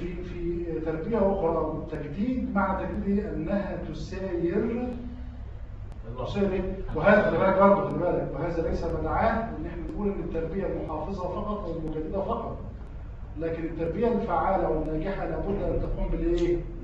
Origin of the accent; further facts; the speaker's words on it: Egypt; ده ورد عندنا في مصر في فلسفه التعليم